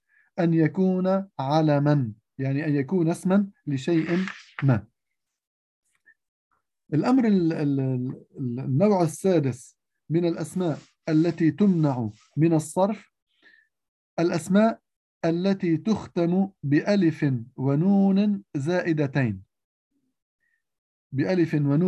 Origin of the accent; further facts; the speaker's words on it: Lebanon; هي اسم لمنطقة عندنا في لبنان